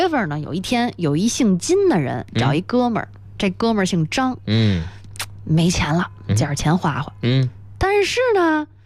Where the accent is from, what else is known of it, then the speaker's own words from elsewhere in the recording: Xinjiang, China; moved away as an adult; now in Beijing, China; 我来北京打工23年了，胡同一个也没去过。最冷的天我没有过啊。因为我是来自新疆的。